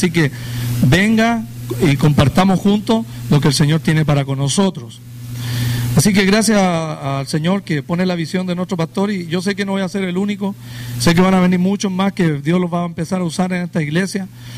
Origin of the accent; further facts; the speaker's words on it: Chile; now in United States; para los que no me conocen. Vengo de la República de Chile y tenemos un tiempo largo ya en Estados Unidos.